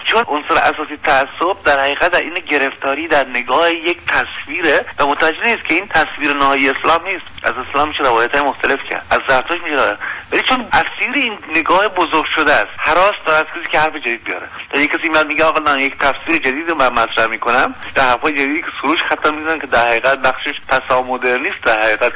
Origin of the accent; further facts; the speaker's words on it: Iran; ما یه هویت باز داریم، ما ایرانی هستیم